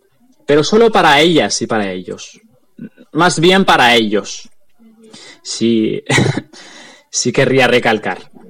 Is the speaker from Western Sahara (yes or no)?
yes; Western Sahara; Como saharaui, no quiero hacer un análisis de nuestra situación